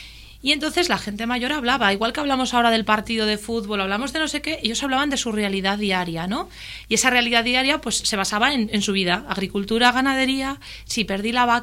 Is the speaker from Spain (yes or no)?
yes; Cantabria, Spain; cuando decimos las gilas en el Alto Nansa es porque venimos los del Alto Nansa